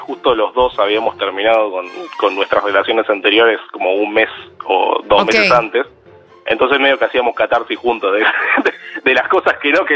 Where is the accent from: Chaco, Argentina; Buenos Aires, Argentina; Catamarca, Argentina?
Buenos Aires, Argentina; ella vivía era de Monte Grande, yo soy de Capital.